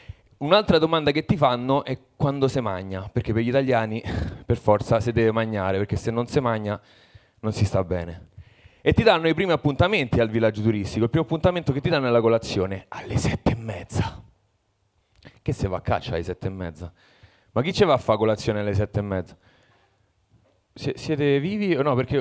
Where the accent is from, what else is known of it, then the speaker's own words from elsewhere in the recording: Parma, Emilia-Romagna, Italy; Allora, no, io vengo da Parma e mi esibisco per primo perché ho paura della multa